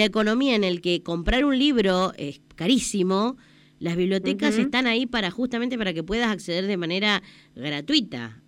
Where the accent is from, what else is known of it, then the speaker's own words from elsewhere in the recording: Villegas, Buenos Aires, Argentina; ya hace años que no vivo en mi pueblo, yo voy a Villegas, que es mi pueblo